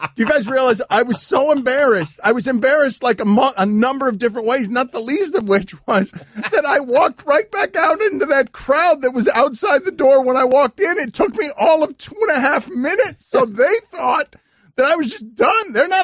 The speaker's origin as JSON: {"language": "English", "town": "Miami", "region": "Florida", "country": "United States", "said": "because I'm from Miami, so she's like, Miami, aquarium."}